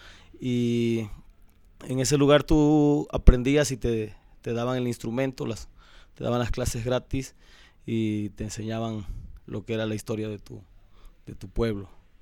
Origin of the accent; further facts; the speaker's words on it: Cosoleacaque, Veracruz, Mexico; born there; cuando viajaron de Juan Rodríguez Clara, que era el pueblo donde él nació, a Cosoleacaque, que fue donde yo nací, cuando migró la familia para allá a trabajar en la industria petrolera